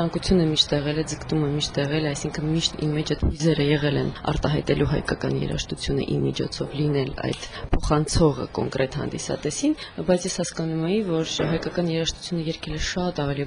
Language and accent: Armenian; Yerevan, Armenia; ապրում եմ Հայաստանում, ծնվել եմ Հայաստանում, Երևանում եւ մեծացել եմ եւ որոշել եմ, որ այնտեղ պետք է շարունակվեմ։